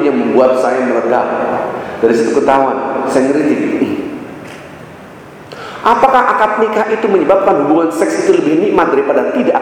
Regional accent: Jakarta, Indonesia; Karena saya pulang 2003 di Indonesia. Saya hidup di Jakarta, lahir di Jakarta. Lahir di Rawamangun, tapi keluar dari Jakarta, maka keluar. Kembali lagi.

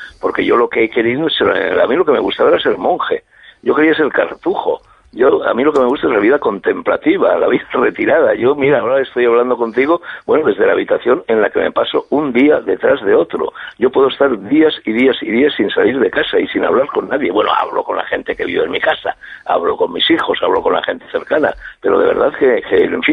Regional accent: Spain; desde un punto de vista español aquí, en mi país

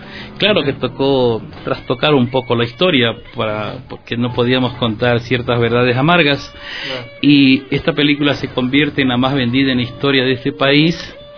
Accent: Chone, Manabí, Ecuador; Empezó como Manta, aunque yo soy de Chone

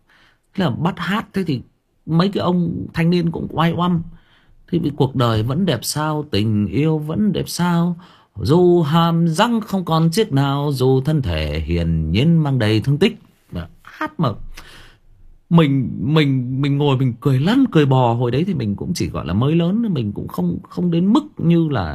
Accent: Thái Nguyên, Thai Nguyen, Vietnam; em sinh ra và lớn lên ở Thái Nguyên, thế nhưng mà quê em tức là ông bà già em là thoát ly lên trên khu găng thép Thái Nguyên này và gặp nhau lấy nhau, thì em được sinh ra và lớn lên ở đây.

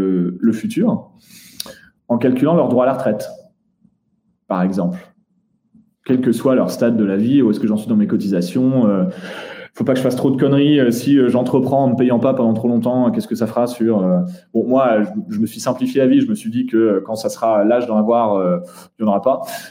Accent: Netherlands; Moi, j'ai grandi aux Pays-Bas.

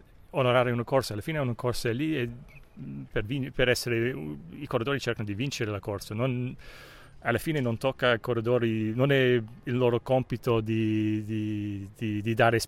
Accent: Cork, Munster, Ireland; Italian is a second language; forse sono parziale perché sono di Cork come lui

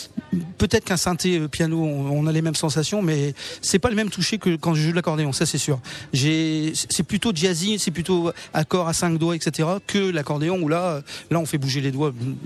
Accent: Hauts-de-France, France; now in Toulouse, France; Parce que moi, je suis originaire du Nord. Pour mon boulot professionnel, je suis parti sur la région toulousaine.

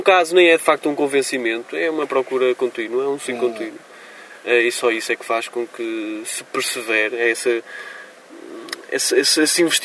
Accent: Moreira de Cónegos, Braga, Portugal; lá na minha escola, em Moreira de Cornos, de onde sou oriundo, no Conselho de Guimarães.

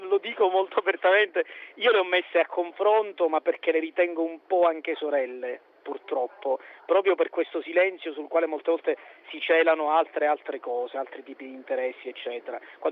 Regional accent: Sicily, Italy; io da siciliano la sento in maniera particolare

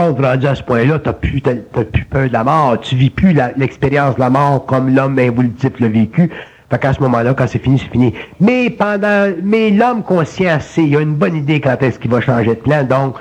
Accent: Quebec, Canada

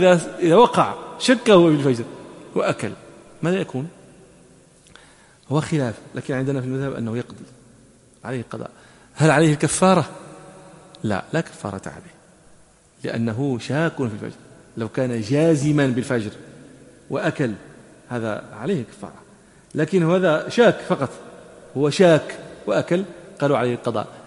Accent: Morocco; ونحن عندنا في المغرب وكذا

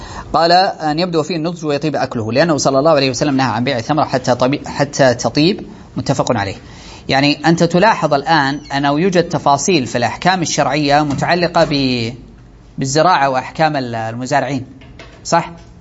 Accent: Saudi Arabia; هذه عندنا في السعودية نأخذها من فوق

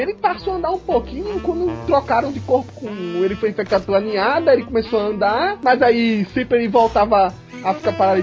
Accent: Northeast Region, Brazil; accent: nordestino; Olha, eu tô até voltando meu sotaque nordestino aqui, sempre falando mais rápido do que pensando.

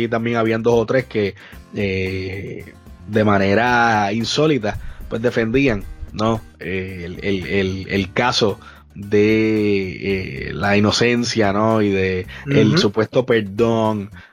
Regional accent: Puerto Rico; porque somos puertorriqueños primero que nada.

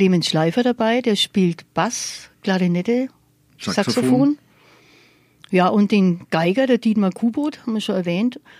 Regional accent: Neustadt an der Aisch, Bavaria, Germany; accent: Neustädter Dialekt; Also ich bin in Neustadt-Aisch aufgewachsen. Das ist der Neustädter Dialekt halt, den ich spreche und verwende. Ist ganz anders eigentlich als der Nürnberger.

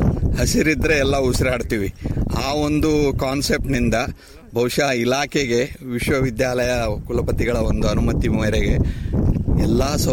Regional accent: Haridyala, Karnataka, India; ನನ್ನ ಅರ್ಧ ಸಮಯ ಈಗ ರೈತನಾಗಿ ನಮ್ಮ ಊರಿನಲ್ಲಿ ಲಿಂಗಸೂರು ತಾಲೂಕಿನ ಮುದ್ದಗಲ್ಲ ಹತ್ರ ಒಂದು ಇದೇ ಹರಿದ್ಯಾಳ ಅಂತ ಗ್ರಾಮ ಇದೆ, ಅಲ್ಲಿ ನಾನು ಮಾಡ್ತಾ ಇದ್ದೀನಿ.

